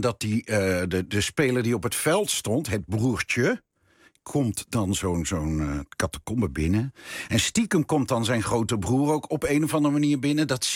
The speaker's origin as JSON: {"language": "Dutch", "town": "Breda", "region": "North Brabant", "country": "Netherlands", "said": "Dan kom ik uit Breda"}